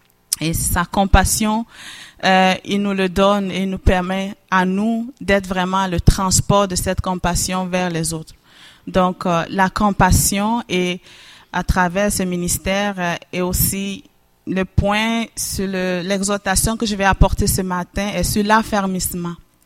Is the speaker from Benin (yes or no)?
yes; Benin; je viens du Bénin, du nord du Bénin, et je viens d'une grande famille de 12 enfants, 11e de la famille.